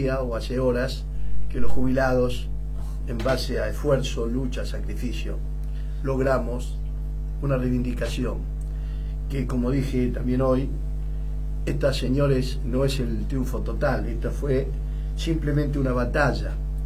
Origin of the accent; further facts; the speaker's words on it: Argentina; pero a mí no me van a comprar, pues yo soy argentino.